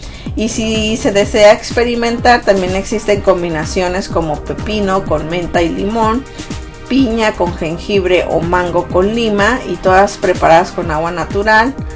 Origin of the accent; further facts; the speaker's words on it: Sonora, Mexico; por ejemplo en Sonora, de donde yo soy, ya está totalmente extremo el calor